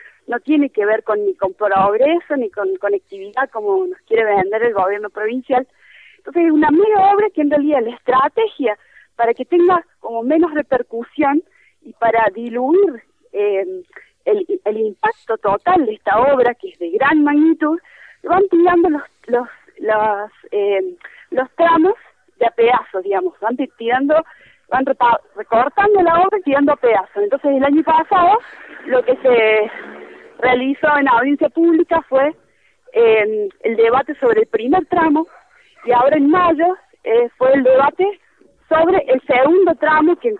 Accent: Córdoba, Argentina; yo particularmente soy de Córdoba capital

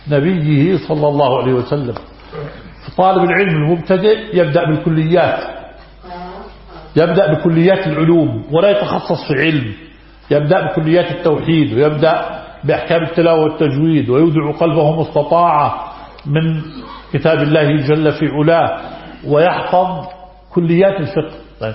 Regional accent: Haifa, Palestine; نحن من فلسطين المحتلة الجريحة

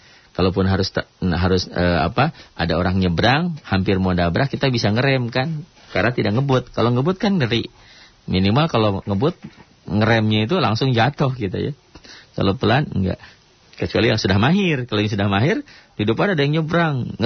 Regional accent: West Java, Indonesia; Tuh, saya mah orang Sunda mah susah.

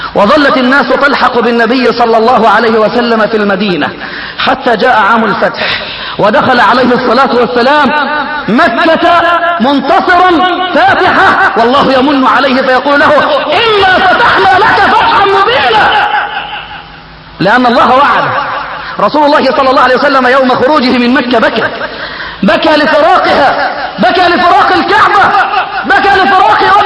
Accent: Egypt; عندنا في مصر

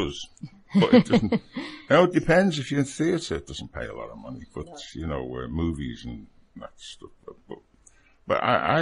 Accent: Liverpool, North West England, United Kingdom; But I'm from Liverpool, so yeah, I can do that.

